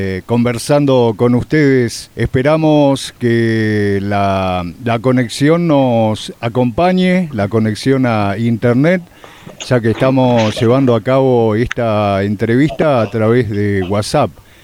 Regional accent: Colón, Entre Ríos, Argentina; born there; yo te comentaba que soy nacido en Entre Ríos y me falta conocer Corrientes, Misiones, Formosa, Chaco

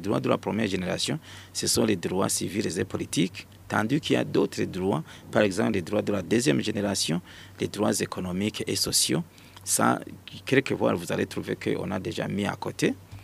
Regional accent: Burundi; Mais ici, chez nous, au Burundi

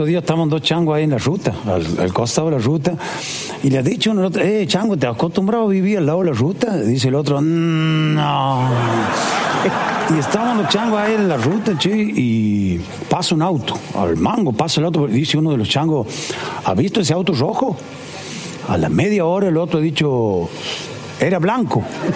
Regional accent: La Banda, Santiago del Estero, Argentina; also born or lived in Frías; Yo nací en Frías y he sido criado en La Banda.

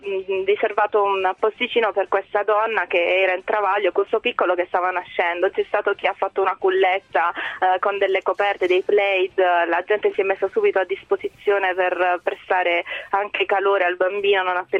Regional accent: Taranto, Apulia, Italy; Io sono di Taranto, quindi fin da piccolina osservavo la Marina dall'esterno e ne ero innamorata

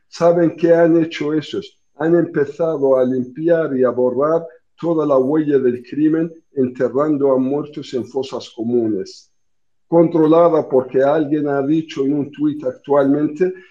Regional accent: Mauritania; me han contactado ciudadanos españoles que residen en mi país, en Mauritania, que es pacífica

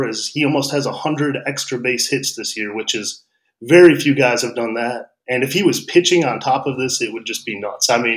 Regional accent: Michigan, United States; And I mean, I grew up in Michigan and we always liked the Tigers.

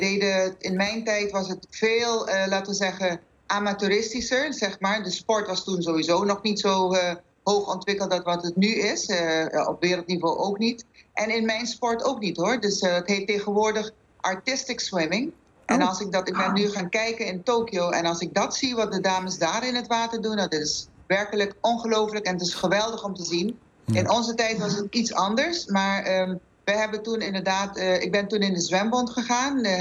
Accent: Aruba; now in Netherlands; Natuurlijk, ik ben geboren op Aruba, getogen op Aruba.

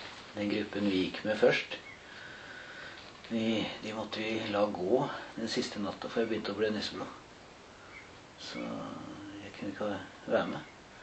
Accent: Hungary; now in Norway; Ja, nei, vi kom fra Ungarn. Altså, vi var ungarere.

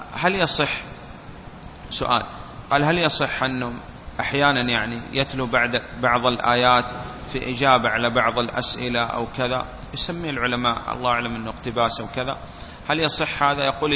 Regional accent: Saudi Arabia; والآن نحن عندنا في السعودية

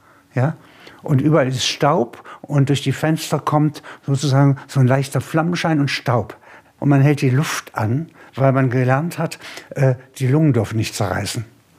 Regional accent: Halberstadt, Saxony-Anhalt, Germany; In Halberstadt, meiner Heimatstadt

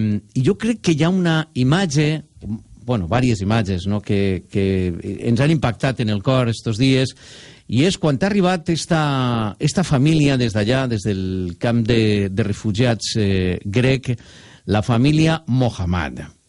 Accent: Valencian Community, Spain; Nosaltres que som valencians, espanyols

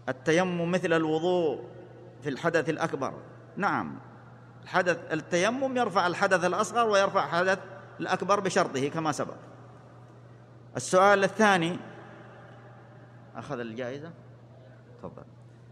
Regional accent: Saudi Arabia; بلادنا المملكة العربية السعودية

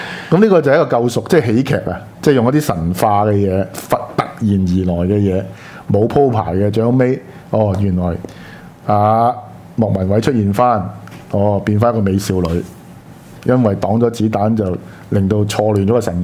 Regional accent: Hong Kong; 他說的那些就是我們香港人的嘴臉

